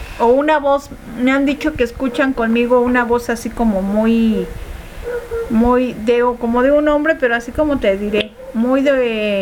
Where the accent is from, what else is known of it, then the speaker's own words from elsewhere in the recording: Zihuatanejo, Guerrero, Mexico; Como si fueras a Zihuatanejo, de Acapulco a Zihuatanejo, Nicolás. Ahí está mi pueblo.